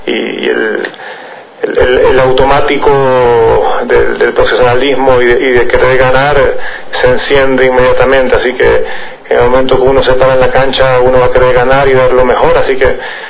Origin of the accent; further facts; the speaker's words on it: Ecuador; ser un torneo profesional, un evento de esta magnitud en Ecuador. Nunca tuve la suerte de jugar un ATP en mi país